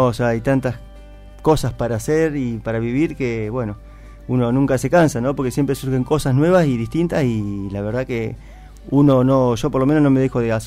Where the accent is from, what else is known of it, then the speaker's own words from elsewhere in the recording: Buenos Aires, Argentina; No, le digo, imposible, yo soy de Buenos Aires.